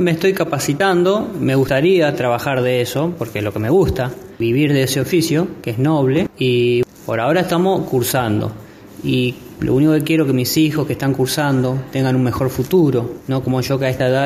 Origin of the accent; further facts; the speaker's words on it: Corrientes, Argentina; born there; now in Rosario, Argentina; Yo soy nacido en Corrientes, pero vivo en Rosario.